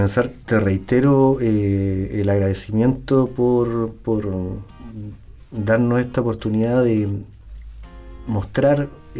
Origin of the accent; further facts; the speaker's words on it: Valdivia, Los Ríos, Chile; nuestra identidad de valdivianos, lo que nos diferencia absolutamente de todos los chilenos, otros chilenos. Primero somos valdivianos y después somos chilenos